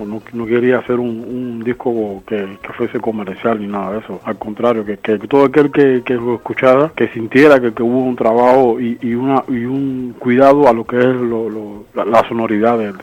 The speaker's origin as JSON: {"language": "Spanish", "country": "Cuba", "said": "la gente piense que soy un cubano que está intentando hacer música africana, nada de eso, sino que está resaltando en este disco la presencia de mis raíces"}